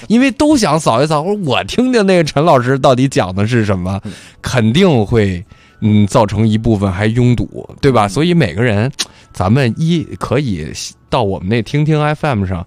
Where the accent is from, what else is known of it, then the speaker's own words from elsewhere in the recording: Beijing, China; 咱们北京人咱不用多说了